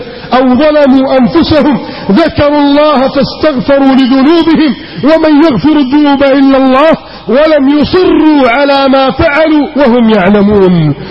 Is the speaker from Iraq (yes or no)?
no; Egypt; اللهم احفظ بلدنا مصر من كيد الكائدين وحقد الحاقدين وتربص الظالمين.